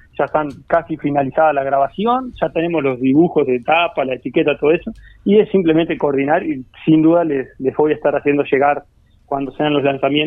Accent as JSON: {"language": "Spanish", "town": "San Gregorio de Polanco", "region": "Tacuarembó", "country": "Uruguay", "said": "Yo soy de San Gregorio Polanco, los gurises son de acá"}